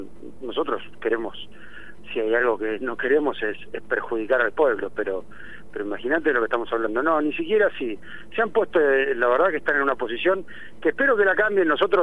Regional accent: Rauch, Buenos Aires Province, Argentina; somos de Rauch. No tendremos la residencia, pero somos de Rauch, queremos al pueblo

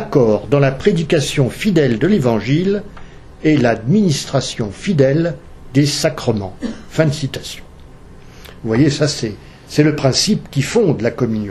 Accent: Grand Est, France; qui est toujours en vigueur chez nous en Alsace et en Moselle

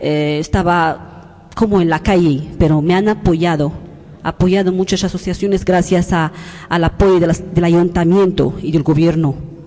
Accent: Morocco; Spanish is a second language; now in Spain; Hola, buenas. … de Marruecos. Yo estoy una usuaria de Arguindegui en el clase del PEF, Proyecto de Educación Familiar.

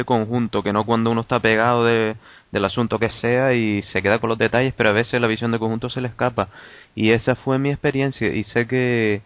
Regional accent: Canary Islands, Spain; lo que es Canarias y de lo que soy como canario.

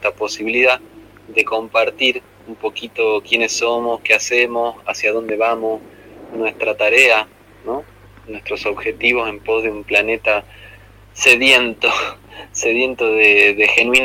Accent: Tucumán, Argentina; now in Córdoba, Argentina; aquí desde la provincia de Córdoba, aunque soy tucumano

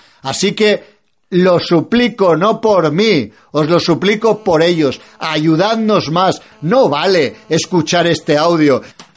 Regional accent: Spain; estoy en contra de cada día más influencia de la iglesia musulmana en mi país, y estoy en contra de los curas musulmanes en mi país

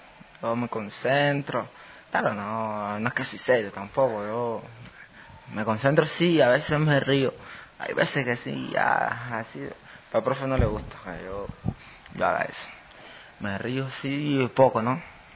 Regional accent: Ecuador; Yo en mi país pienso darle hasta lo último. A ver si conseguimos otra medalla olímpica. Y darle a hacer reconocer el nombre de Ecuador.

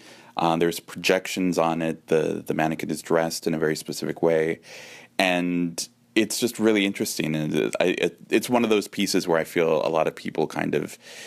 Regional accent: San Francisco, California, United States; growing up, it was always a very kind of personal thing, of a very kind of family cultural practice. Growing up in the Mission District, the Day of the Dead procession that takes place every year in the 80s, it was much more focused on families.

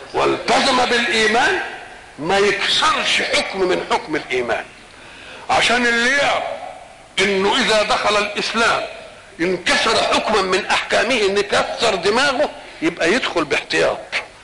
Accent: Egypt; مثلا الحضارة التي عندنا في مصر

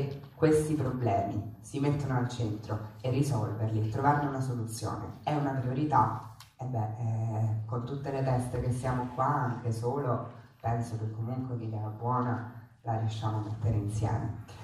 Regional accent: Rome, Lazio, Italy; io so di Roma

